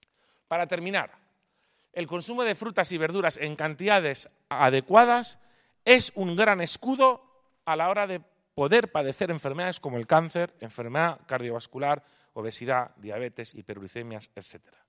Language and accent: Spanish; Palma, Balearic Islands, Spain; accent: Castilian; moved away as an adult; now in Pamplona, Spain; de origen o natural de Palma de Mallorca, de padre italiano y de madre mallorquina. Pero vaya, yo ya nací en Palma de Mallorca, por lo que ven mi acento es totalmente castellano, no tengo acento italiano.